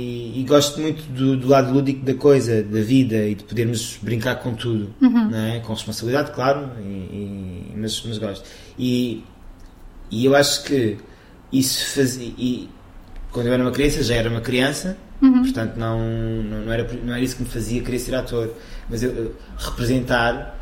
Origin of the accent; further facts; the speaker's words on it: Évora, Alentejo, Portugal; no colégio de Freiras, lá em Évora, que eu sou alentejano.